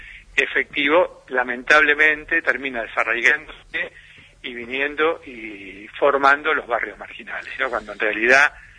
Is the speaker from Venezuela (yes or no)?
no; Buenos Aires, Argentina; now in Bariloche, Argentina; yo hace 40 años que vine de Buenos Aires, ¿no? Y realmente me siento, obviamente, más rionegrino y barilochense